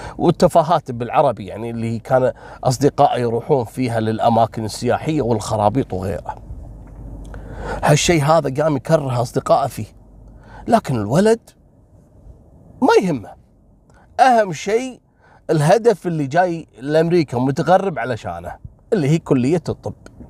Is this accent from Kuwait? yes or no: yes; Kuwait; واحد فيهم من الأسرة الحاكمة عندنا في الكويت.